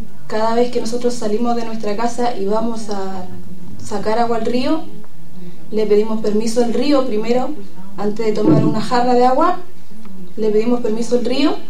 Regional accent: Licán Ray, Araucanía, Chile; Hola a todos los hermanos, yo soy de Licanray de Chile, del país de Chile

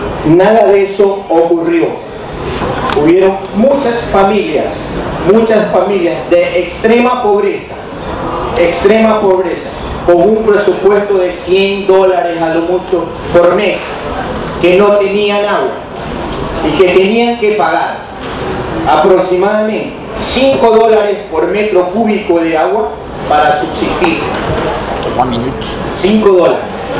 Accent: Guayaquil, Guayas, Ecuador; yo soy de Guayaquil, el país del cual vengo es Ecuador.

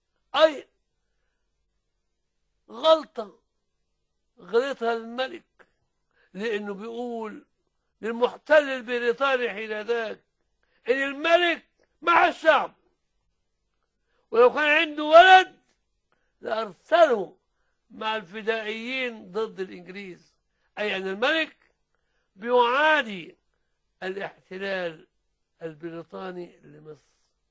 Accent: Suez, Suez Governorate, Egypt; وكان الموزع السلاح عندنا في السويس

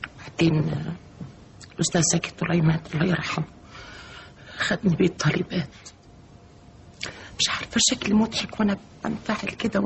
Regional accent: Upper Egypt, Egypt; هم ربوني هم عارفين ان انا ست صعيديه، بنت صعيديه ودغري وصادقه

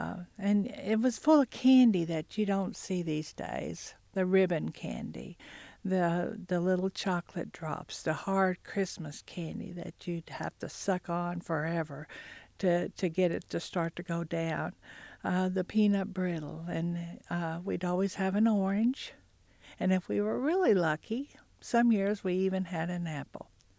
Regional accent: Hulbert, Oklahoma, United States; I grew up in Hulbert, which is in the western part of Cherokee County. That's where all of my mother's side of the family lived.

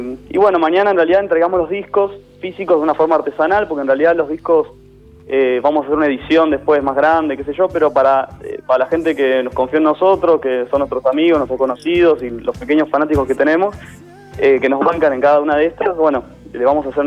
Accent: Buenos Aires, Argentina; yo soy de Caballito y también es un orgullo tocar en el barrio.

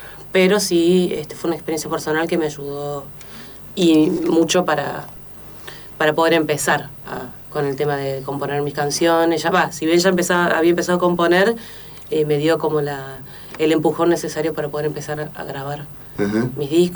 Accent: Córdoba, Argentina; De Córdoba Capital.

